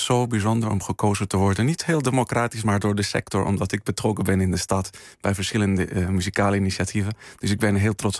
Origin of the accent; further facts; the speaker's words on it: Spain; Ik ben opgegroeid in Spanje met een flamenco-achtergrond